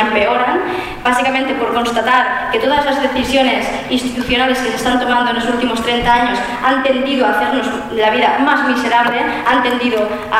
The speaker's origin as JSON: {"language": "Spanish", "region": "Valencian Community", "country": "Spain", "said": "Yo soy valenciana"}